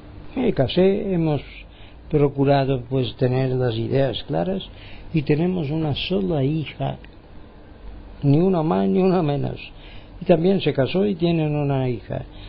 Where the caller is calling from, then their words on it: Palma, Balearic Islands, Spain; mi parte desde Palma de Mallorca y las Baleares. España, quieren que seamos españoles, bueno, pues somos españoles